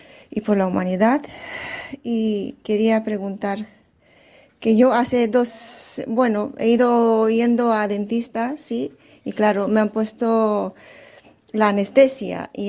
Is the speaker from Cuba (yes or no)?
no; Romania; Spanish is a second language; now in Lloret de Mar, Spain; Soy rumana húngara, pero vivo en España y Lloret de Mar.